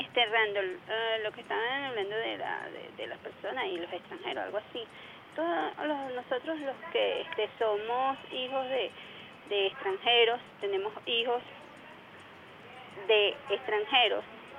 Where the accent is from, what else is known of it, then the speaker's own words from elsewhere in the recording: Venezuela; Y no puedes decir nada como venezolano porque, bueno, te sacan de ahí.